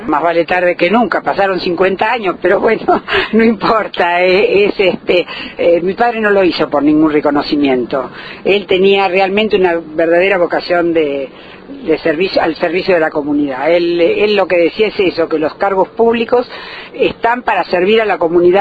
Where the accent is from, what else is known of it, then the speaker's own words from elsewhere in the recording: Olavarría, Buenos Aires Province, Argentina; yo he vivido acá, soy nativa de Olavarría, he estudiado acá en el primario y parte del secundario